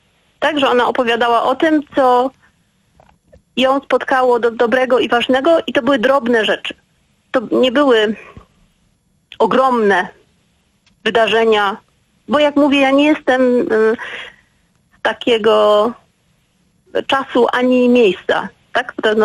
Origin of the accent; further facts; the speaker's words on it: Silesian Voivodeship, Poland; Ja pochodzę z pogranicza Śląska Górnego i Cieszyńskiego.